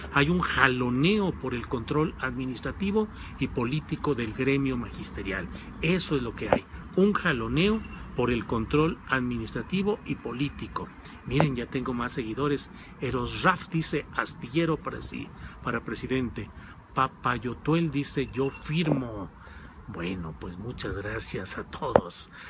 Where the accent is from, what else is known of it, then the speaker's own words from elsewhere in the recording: Torreón, Coahuila, Mexico; me acordé que yo soy coahuilense, que nací en Torreón, Coahuila